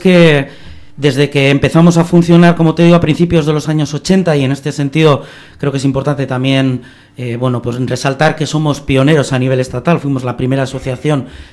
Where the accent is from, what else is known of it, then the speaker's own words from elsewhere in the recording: Bilbao, Basque Country, Spain; en nuestro hecho como bilbaínos, vizcaínos, vascos, ¿no?